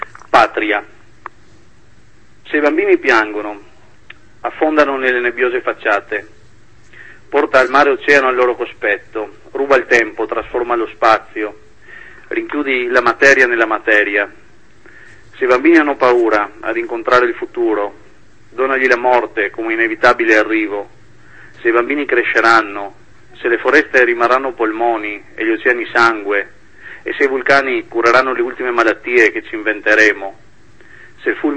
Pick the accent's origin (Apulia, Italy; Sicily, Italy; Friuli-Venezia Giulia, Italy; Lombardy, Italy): Friuli-Venezia Giulia, Italy; Trieste; nella zona da cui provengo, io sono di Trieste, nella zona del nord-est